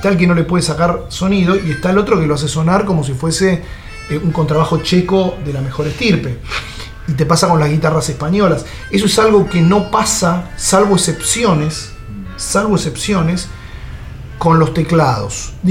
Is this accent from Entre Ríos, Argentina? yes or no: no; Haedo, Buenos Aires Province, Argentina; desde las épocas que yo vivía de chiquito, de pendejo en Aedo, en mi casa había sala de ensayo